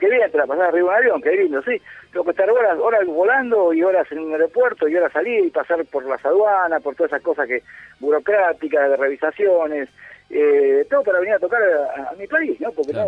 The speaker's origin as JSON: {"language": "Spanish", "country": "Argentina", "moved": "yes", "said": "Yo me fui de Argentina."}